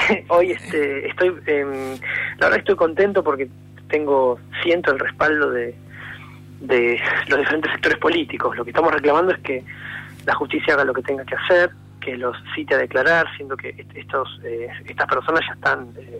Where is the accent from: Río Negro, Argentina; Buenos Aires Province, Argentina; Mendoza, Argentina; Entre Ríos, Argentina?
Buenos Aires Province, Argentina; Mar del Plata; Acá está hablando … de Mar del Plata. Soy el presidente de AMADI, Asociación Marplatense de Derechos por la Igualdad.